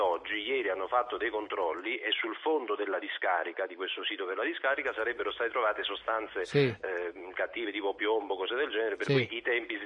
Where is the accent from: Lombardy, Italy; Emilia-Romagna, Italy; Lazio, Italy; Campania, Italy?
Campania, Italy; Naples; io sono napoletano, attenzione